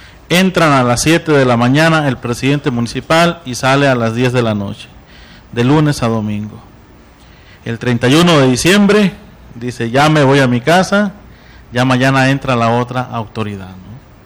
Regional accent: Sonora, Mexico; now in Oaxaca, Mexico; Yo vengo del estado de Sonora. Yo estoy de misión en Oaxaca y es una cultura diferente que me he tenido que adaptar

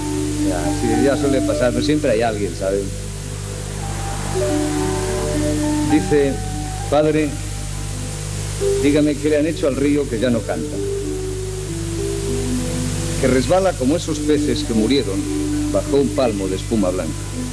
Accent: Catalonia, Spain; nosotros somos del Mediterráneo. Nosotros formamos parte de una comunidad que se llama Cataluña, en el noreste de la península ibérica.

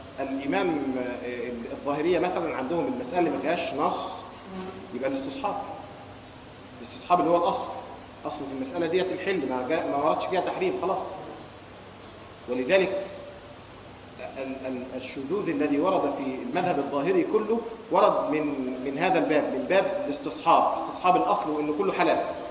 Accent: Egypt; ودخل الى بلادنا مصر

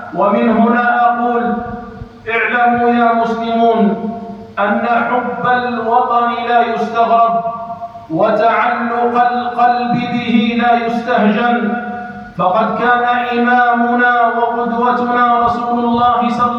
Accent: Algeria; فهي بلادنا الجزائر ولله الحمد والمنة تعيش في أمن واستقرار

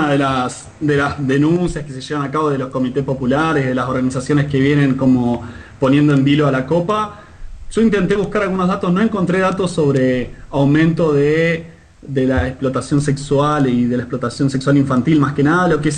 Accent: Argentina; Nos guste o no nos guste como argentinos, Brasil va a ser campeón.

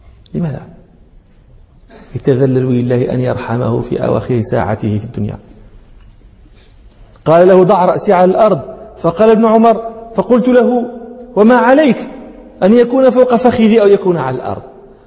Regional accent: Morocco; يعني بعض المتكلمين هنا عندنا في المغرب ينطقون بها

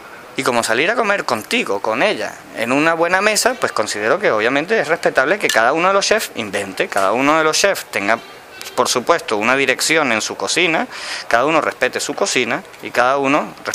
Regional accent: France; Yo vengo de Francia también, ojo al dato.

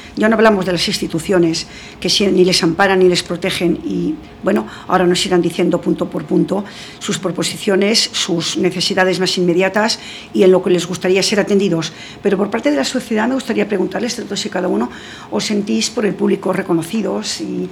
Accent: Rabanera del Pinar, Castile and León, Spain; hubo toda una peregrinación de taxistas de España entera hasta mi pueblo, Rabanera del Pinar, salió en televisión

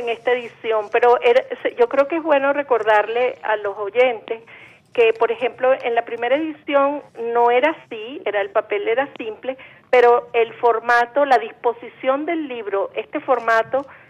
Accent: Caracas, Capital District, Venezuela; born there; nací en Caracas en el 55

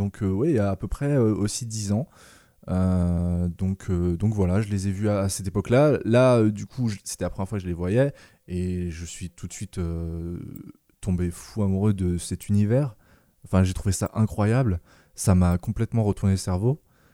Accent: Grand Est, France; Je viens d'Alsace, et du coup c'était des parodies alsaciennes basées

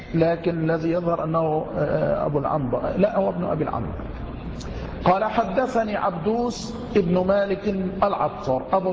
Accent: Dakahlia, Egypt; تنيس هذه التي يقال لها بحيرة المنزلة عندنا في الدقهلية

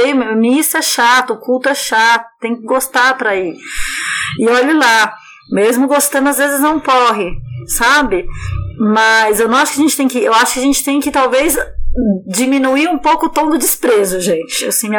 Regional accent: Brazil; born there; a gente nasceu no Brasil.

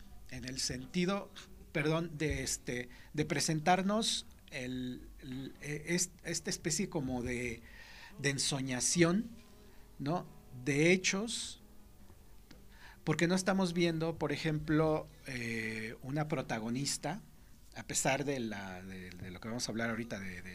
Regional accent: Mexico City, Mexico; Nosotros venimos de la Ciudad de México

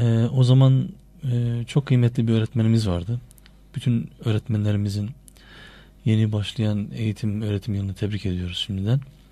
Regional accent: Erzurum, Turkey; Aynı mahallede doğduk, büyüdük.

